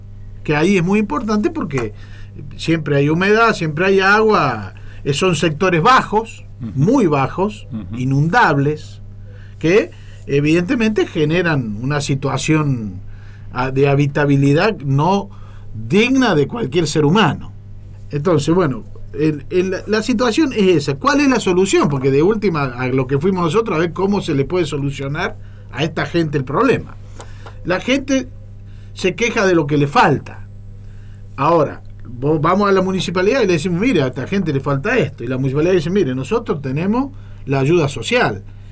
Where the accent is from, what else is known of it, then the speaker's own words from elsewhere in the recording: Córdoba, Argentina; El conejo, el castor y los cordobeses. Así nos cargaban allá cuando sintieron mi tonada.